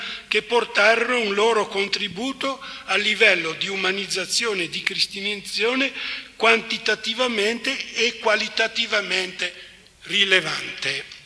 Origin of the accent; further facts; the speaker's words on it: Veneto, Italy; anch'io son veneto, quindi sono vicino anch'io alla Germania